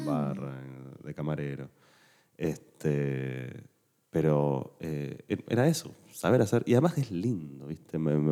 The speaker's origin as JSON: {"language": "Spanish", "region": "Buenos Aires", "country": "Argentina", "said": "yo, como buen porteño de clase media, me ha formado mucho el psicoanálisis argentino."}